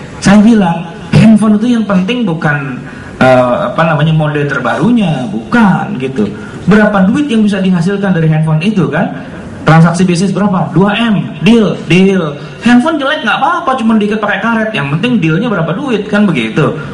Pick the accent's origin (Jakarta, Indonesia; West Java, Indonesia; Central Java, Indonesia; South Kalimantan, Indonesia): Jakarta, Indonesia; saya orang Betawi itu